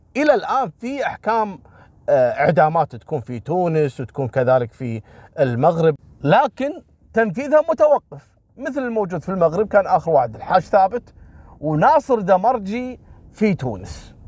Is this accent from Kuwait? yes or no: yes; Kuwait; حصلت عندنا في الكويت في واحد اعتقد فلبيني او صيني تم اعدامه في الكويت